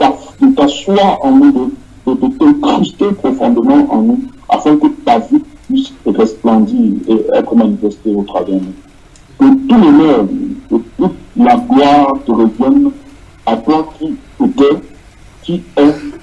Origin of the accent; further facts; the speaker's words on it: Casablanca, Casablanca-Settat, Morocco; de Casablanca.